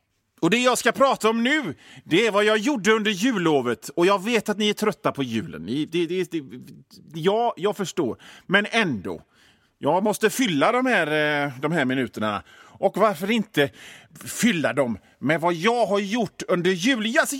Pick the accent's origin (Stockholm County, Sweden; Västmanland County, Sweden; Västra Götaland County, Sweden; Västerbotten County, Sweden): Västra Götaland County, Sweden; Hönö; also born or lived in Mölndal; För jag är ju från Bohuslän. Jag är född i Mölndal i och för sig. Men sen så togs jag en liten korg i en vit Opel. För det var det faktiskt. Även om det var beige. Ja, skit i det. Till Hönö där jag växte upp.